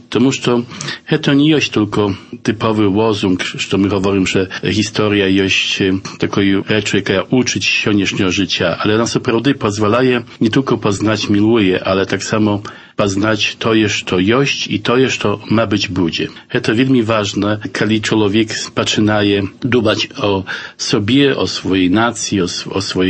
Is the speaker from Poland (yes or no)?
yes; Aleksicze, Podlaskie Voivodeship, Poland; also born or lived in Białystok; Народився я в Білостоку, хоча дитинство провів у вісці Олексійчі побач Забудова. Там жили мої батьки, там я окончив початкову школу в Олексійчах і пазній тільки поїхав у Білосток і там почав науку у технічному ліцеї.